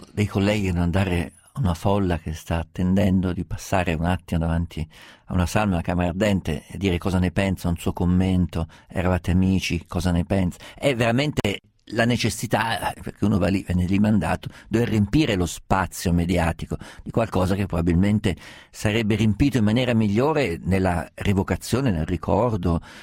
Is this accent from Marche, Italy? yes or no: no; Perugia, Umbria, Italy; born there; Sono nato a Perugia, non metto più piede a Perugia non so da quanto tempo, e forse mai più ce lo metterò